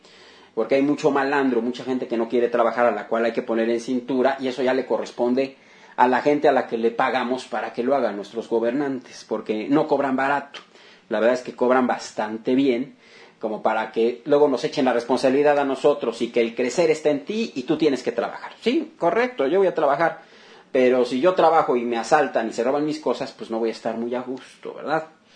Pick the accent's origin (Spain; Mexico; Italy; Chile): Mexico; lean, chequen las experiencias que hemos tenido como mexicanos en el pasado.